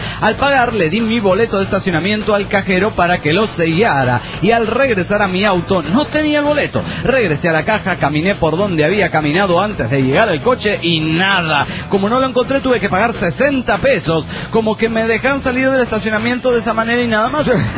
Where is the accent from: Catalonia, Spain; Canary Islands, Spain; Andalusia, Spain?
Catalonia, Spain; Granollers; de Granollers, Barcelona, España.